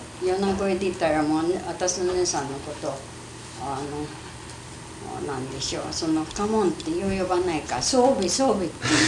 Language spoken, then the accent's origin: Japanese; Shimane, Japan; born there; 私は島根県のね。